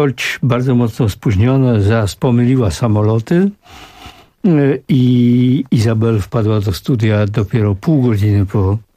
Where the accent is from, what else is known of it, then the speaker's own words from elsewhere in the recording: Silesian Voivodeship, Poland; Chcę powiedzieć, że ja pochodzę z Górnego Śląska i my jak się zakochujemy, Ślązacy, to na następne 50 lat.